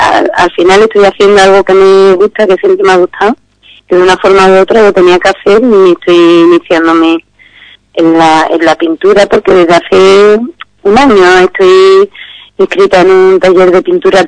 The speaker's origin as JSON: {"language": "Spanish", "town": "Los Palacios", "region": "Andalusia", "country": "Spain", "said": "soy de Los Palacios, soy ingeniera de informática"}